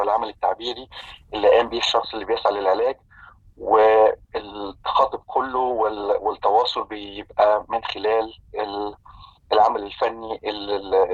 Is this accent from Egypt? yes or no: yes; Egypt; now in Vancouver, Canada; أنا مصري المولد، عشت معظم حياتي في مصر،